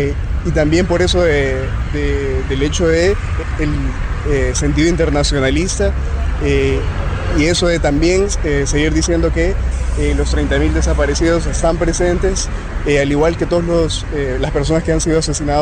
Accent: Honduras; Soy de Honduras

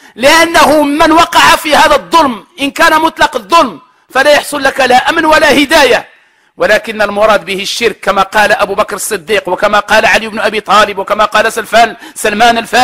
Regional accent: Morocco; نحن نعلم جميعا كمغاربة بأن هذه السنة من أسوأ السنوات

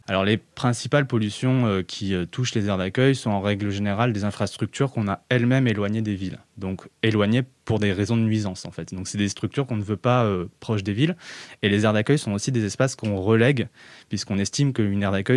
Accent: Paris, Île-de-France, France; j'ai 30 ans, je suis juriste, je travaille dans le sud de la France et j'ai grandi principalement à Paris dans une famille de voyageurs, de gens du voyage comme on dit.

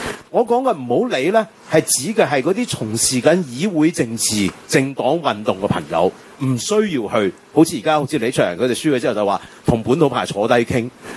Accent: Taiwan; now in Hong Kong; 即係我呢一代香港人，我又比較特別啦，我喺台灣長大出世係咪，即係我喺台灣係跟住外省人嘅我外公外婆長大，我外公係嗰啲國民黨情報官員嚟嘅

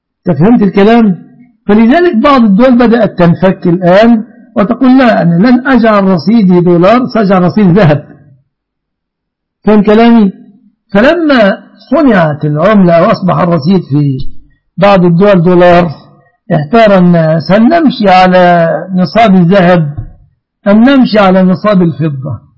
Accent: Egypt; أهنا كمصريين

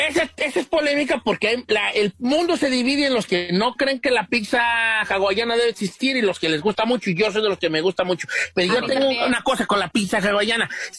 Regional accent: Mexico; se me echan encima los mexicanos y yo soy de México.

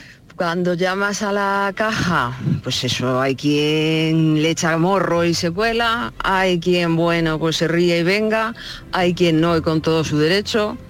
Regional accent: Aranjuez, Community of Madrid, Spain; de Aranjuez y yo acabo de llegar al mío.

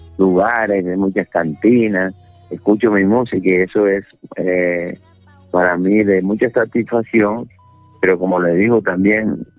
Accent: Villanueva, La Guajira, Colombia; Yo estoy, por ejemplo, en Valledupar en estos momentos, y estoy aquí cerquita de ella, de Villanueva, mi pueblo, donde las calles se vuelven nostálgicas.

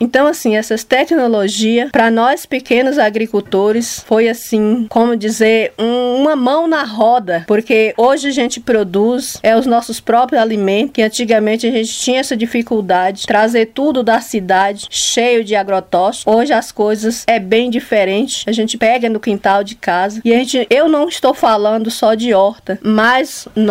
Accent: Bom Jesus, Brazil; sou daqui do município de Bom Jesus, da comunidade Mumbuca e Sambambaia, a comunidade quilombola, a qual eu tenho muito orgulho de dizer que moro numa comunidade quilombola.

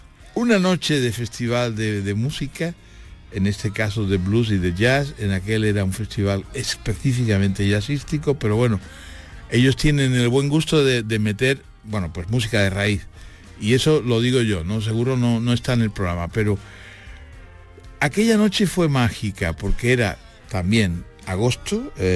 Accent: Andalusia, Spain; a mí, mi tierra, que es Andalucía, me enamora toda.

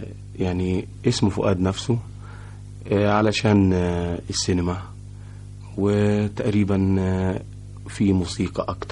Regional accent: Cairo, Cairo Governorate, Egypt; born there; اتولدت في القاهرة.

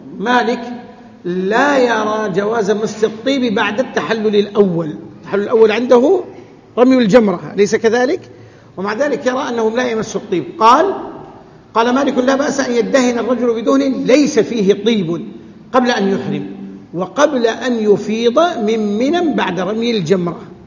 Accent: Hejaz, Saudi Arabia; عندنا في الحجاز كل نخلة يضعون حولها حفرة

